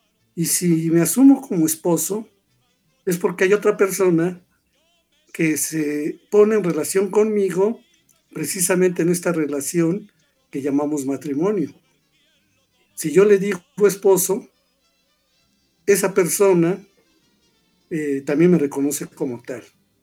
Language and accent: Spanish; Mexico